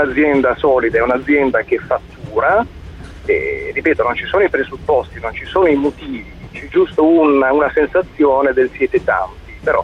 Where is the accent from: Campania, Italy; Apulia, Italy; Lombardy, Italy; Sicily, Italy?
Apulia, Italy; Beh, sono pugliese.